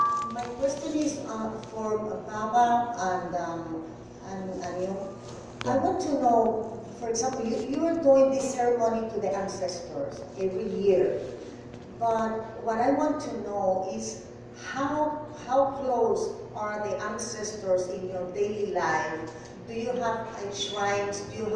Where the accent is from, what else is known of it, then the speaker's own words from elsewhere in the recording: Dominican Republic; I come from the Dominican Republic, ancient Quisqueya is our indigenous name, and our spiritual life revolves around the divinities and our ancestors.